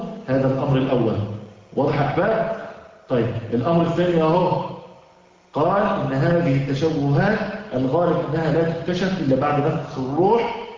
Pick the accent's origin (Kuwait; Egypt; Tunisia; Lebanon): Egypt; now in United States; وعلى فكرة احنا عندنا في مصر العسل المغشوش